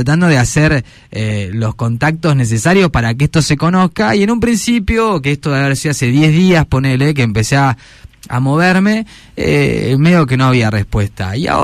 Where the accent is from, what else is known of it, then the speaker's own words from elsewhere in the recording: Roca, Río Negro, Argentina; born there; yo nací en Roca, vivía ya casi 20 años